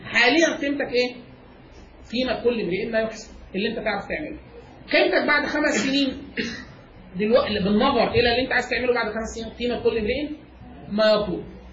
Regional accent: Egypt; انا من مصر وباخد اقل من 5000 دولار في السنه

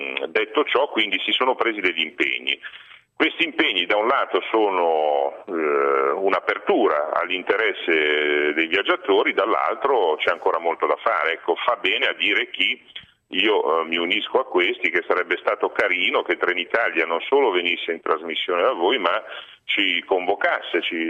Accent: Genoa, Liguria, Italy; vengo da Genova

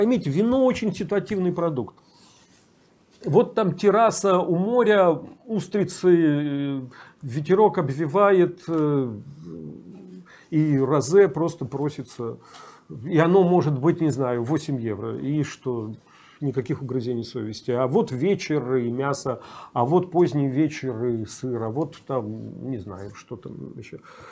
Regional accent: Saint Petersburg, Russia; Я родился и вырос в Питере.

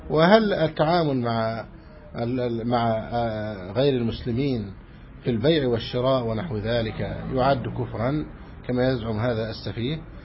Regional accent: Egypt; فنسأل الله سبحانه وتعالى أن يحفظ بلدنا مصر أمنا أمانا سخاء رخاء

